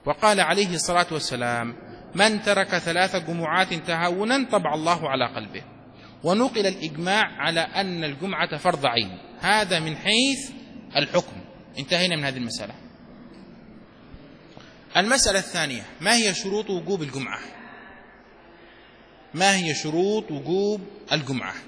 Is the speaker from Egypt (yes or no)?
no; Yemen; عندنا في اليمن